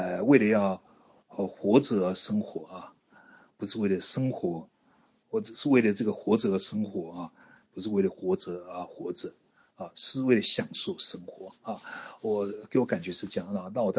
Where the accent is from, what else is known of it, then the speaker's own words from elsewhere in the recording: Taiwan; 对我们台湾人而言，我们比较注意的是这个八月十四号的时候发表了这个波茨坦宣言